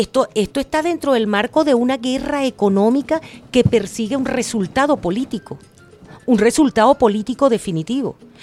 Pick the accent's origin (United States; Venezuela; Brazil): Venezuela; Terminamos siendo los venezolanos los victimarios